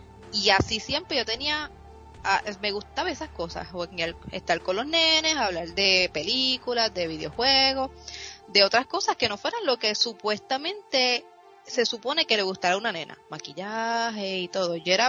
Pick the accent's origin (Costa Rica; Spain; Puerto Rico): Puerto Rico; Bayamón; also born or lived in Guaynabo; yo me crié, bueno, puede decir que soy de Bayamón y Guaynabo.